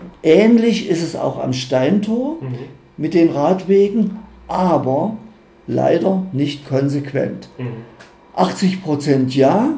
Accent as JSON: {"language": "German", "town": "Halle", "region": "Saxony-Anhalt", "country": "Germany", "tie": "born there", "said": "mein geliebtes Halle, ich bin ja geboren in Halle und die Stadt ist wunderschön"}